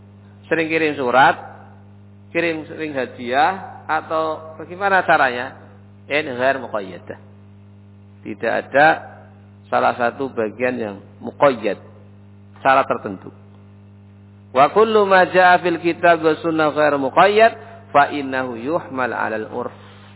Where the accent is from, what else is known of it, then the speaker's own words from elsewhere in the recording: Java, Indonesia; Nah, bahasa kita wong Jawa.